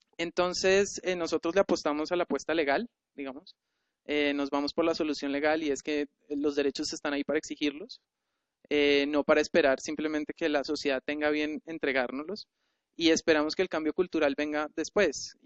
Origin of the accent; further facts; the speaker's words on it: Colombia; un derecho al cual yo como colombiano no puedo acceder?